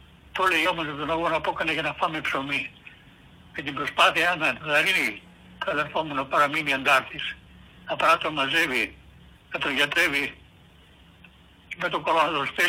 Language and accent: Greek; Greece; moved away; πήγαινε στην Ελλάδα τακτικά, στο χωριό μου, δεν είχα άλλο τρόπο.